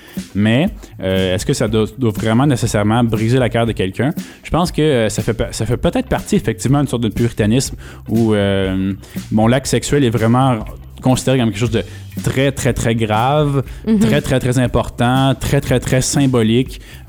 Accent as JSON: {"language": "French", "region": "Quebec", "country": "Canada", "said": "c'est sûr qu'en tant que Québécois, tu peux aller en France puis voir ça un petit peu se passer."}